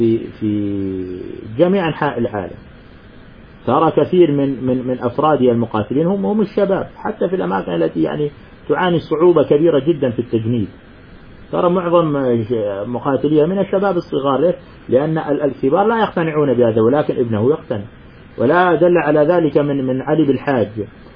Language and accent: Arabic; Syria; مثل ما أنك سوري أنا كمان سوري